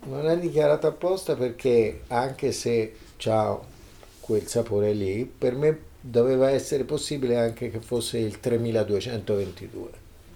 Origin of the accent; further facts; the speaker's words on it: Lucca, Tuscany, Italy; born there; io sono nato a Lucca, sono queste città con le mura, sono queste città, questi comuni, queste entità isolate